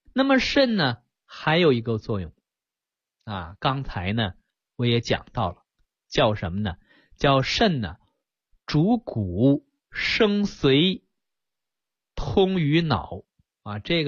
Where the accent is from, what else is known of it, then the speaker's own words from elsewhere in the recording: China; 我想这个我们中国人常讲